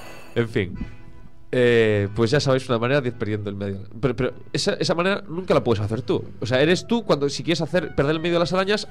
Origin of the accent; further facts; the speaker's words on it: Argentina; Perdón, colgar, no coger. Es que vengo de Argentina.